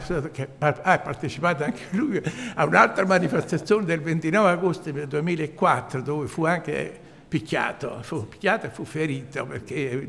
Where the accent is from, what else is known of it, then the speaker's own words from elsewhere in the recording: Cimitile, Campania, Italy; Anche io sono originario di Cimitirio, vivo a Cimitirio, che sono da 11 anni che sono in pensione, e sto a Cimitirio, anche mio padre era contadino.